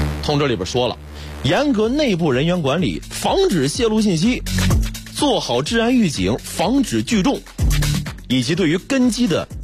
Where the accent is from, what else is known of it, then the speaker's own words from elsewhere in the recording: Hebei, China; 我是河北人，模仿一下东北口音